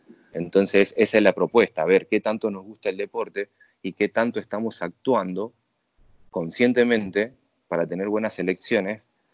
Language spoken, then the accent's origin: Spanish; Tucumán, Argentina; estudié en la Universidad del Norte de Santo Tomás de Aquino en Tucumán, mi provincia natal.